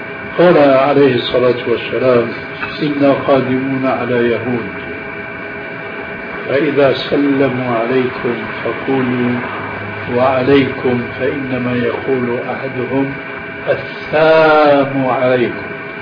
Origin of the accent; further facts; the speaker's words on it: Syria; عندنا في سوريا